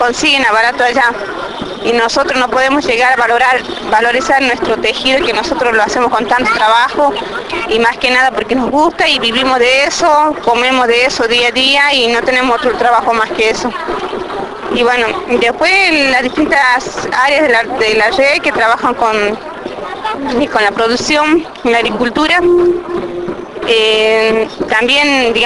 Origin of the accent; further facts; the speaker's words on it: Tilcara, Jujuy, Argentina; soy de Tilcara, departamento de Tilcara, la provincia de Jujuy.